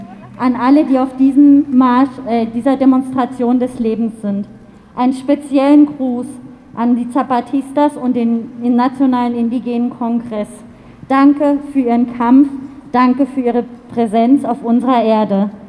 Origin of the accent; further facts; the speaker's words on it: Argentina; als eine Frau der Mapuche. Auch ich kämpfe auf dieser Erde. Ich komme aus Mayapu, was jetzt in Argentinien und Chile liegt.